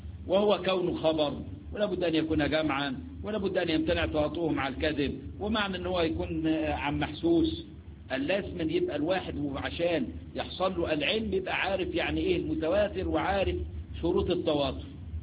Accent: Egypt; جماعة اللي هم اللي احنا عندنا في مصر بنسميهم يعني على الله

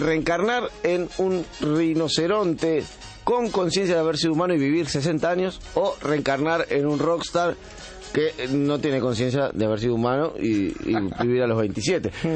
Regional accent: Chacabuco, Buenos Aires Province, Argentina; yo soy de Chacabuco

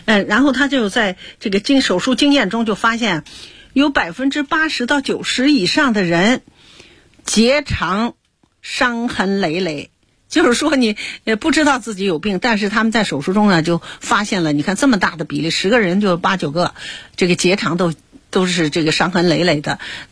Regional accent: China; 我们中国人啊经常讲，其实中医上也经常讲这个脾胃的重要

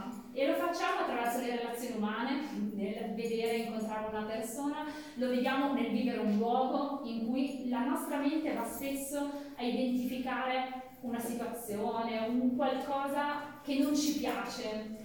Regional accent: Biella, Piedmont, Italy; now in Pavia, Italy; in cui mia mamma era di origine calabrese. Il papà è friulano, io sono nata e cresciuta a Bielle, in Piemonte, e per lavoro negli anni successivi mi sono spostata a vivere in Lombardia, prima a Milano, poi a Pavia.

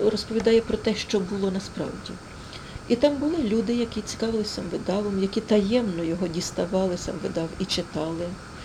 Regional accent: Luhansk Oblast, Ukraine; в нас на Луганщині, я з Луганщини

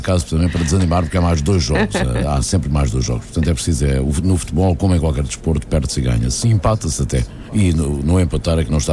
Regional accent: Angola; born there; Eu nasci em Angola, sou português, por opção de nacionalidade.

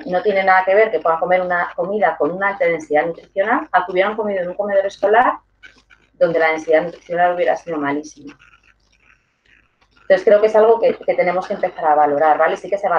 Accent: Community of Madrid, Spain; Yo soy de la Comunidad de Madrid, que es donde me muevo.

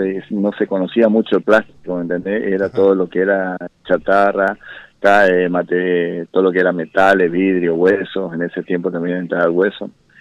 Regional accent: Chaco, Argentina; nosotros somos acá del Chaco, somos un poquito del interior del Chaco y algunos de Capital

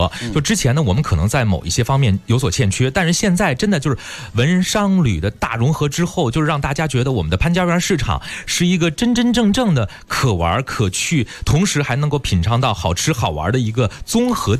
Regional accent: China; 因为我们都是作为中国人，对于中国传统文化都特别的喜爱。

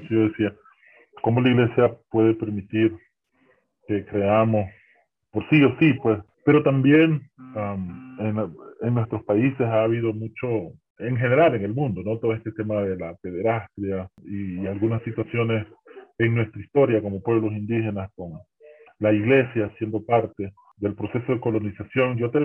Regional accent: Nicaragua; soy nicaragüense y he trabajado un poco con comunidades

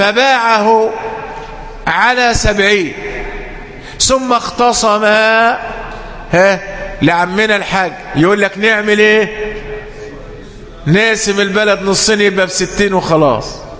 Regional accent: Egypt; طبعا قد يكون عندنا في مصر لأننا نحكم بالقانون الوضعي

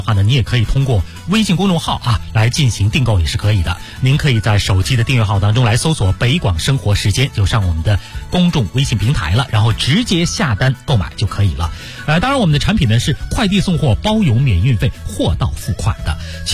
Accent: Beijing, China; 是我们北京人特别喜欢的，

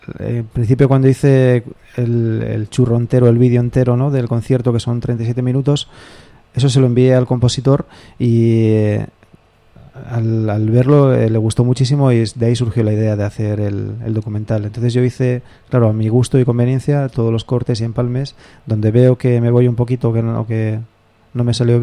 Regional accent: Spain; first language Spanish; yo tenía que hablar como español que soy en español, porque es mi idioma.

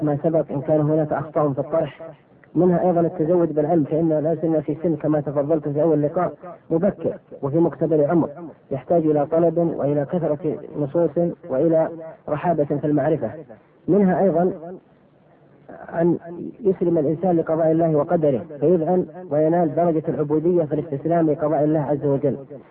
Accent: Asir, Saudi Arabia; born there; من مواليد عام 1379، وهذا أنساه أحيانا بطول العمر، للهجرة في بلاد بالقرن، درست في الابتدائية بمدرسة آل سليمان، ثم المعهد العلمي بالرياض وأبها

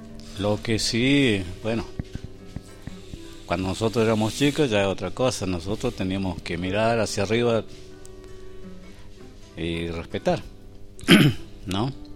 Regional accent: Chubut, Argentina; now in El Bolsón, Argentina; yo soy... oriundo de acá, 60 kilómetros de Maitén.

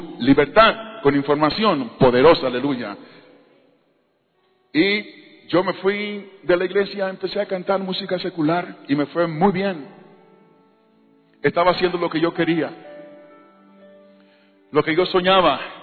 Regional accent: Panama; born there; Yo nací en Panamá. Nosotros fuimos criados en la iglesia.

